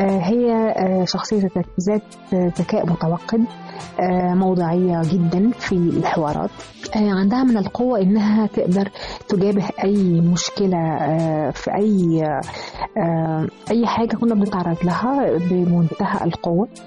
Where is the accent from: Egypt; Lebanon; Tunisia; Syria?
Egypt; وسعيدة أن أنا مصرية من ضمن المصريات اللي هم فعلا يعني حبوا البلد.